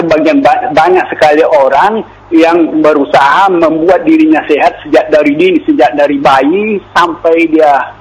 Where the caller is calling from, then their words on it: Palu, Central Sulawesi, Indonesia; dari Palu.